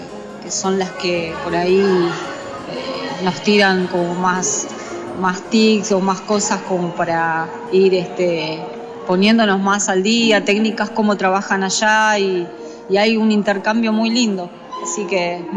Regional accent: Buenos Aires, Argentina; moved away as an adult; y estudiaba con maestro ruso Dmitry Rodnoy ahí en Villa Crespo, yo soy de Buenos Aires. Bueno, hace 15 años que estoy viviendo acá en la provincia y bueno, ya me quedé, pero yo comencé estudiando en Villa Crespo

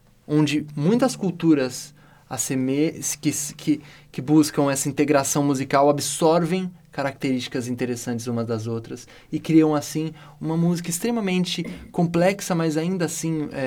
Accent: Brazil; talvez eu como brasileiro pude olhar, olhando isso de fora

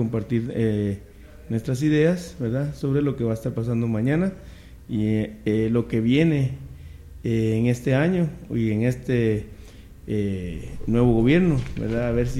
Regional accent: Guatemala; como guatemaltecos no podemos permitir que se nos maltrate

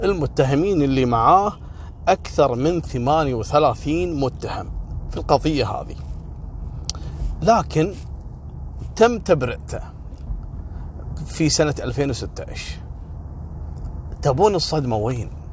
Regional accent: Kuwait; قصة اليوم، في حادثة حصلت عندنا في الكويت

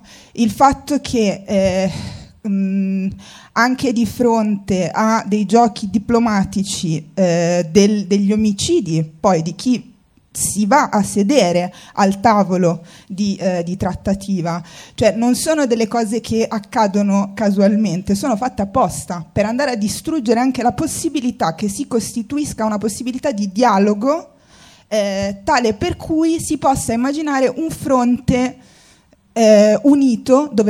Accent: Tunisia; Io sono tunisina

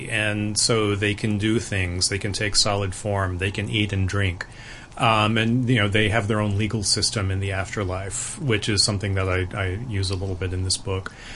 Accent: American South, United States; But I grew up with that. I mean, I'm from the American South, and you know, I grew up hearing stories from my family and from people there, and you know, it's a very ghost intensive part of the world.

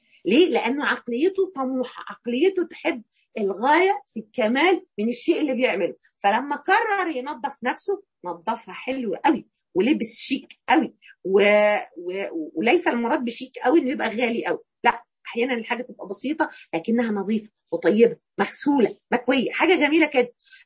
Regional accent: Egypt; في يمكن احنا مصريين يعني مقصرين في الحته دي شويه

